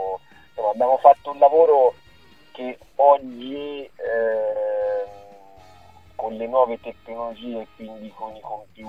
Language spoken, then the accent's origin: Italian; Torrita di Siena, Tuscany, Italy; also born or lived in Arezzo; Io, in realtà io sono cresciuto a Torrita di Siena, che è un paesino che... con Montepulciano